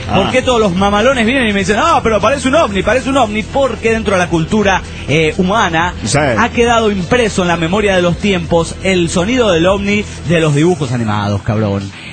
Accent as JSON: {"language": "Spanish", "town": "Guadalajara", "region": "Jalisco", "country": "Mexico", "said": "de Guadalajara, Jalisco, México."}